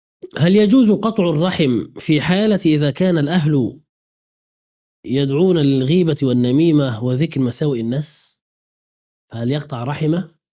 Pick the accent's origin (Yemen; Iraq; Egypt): Egypt; بلدنا مصر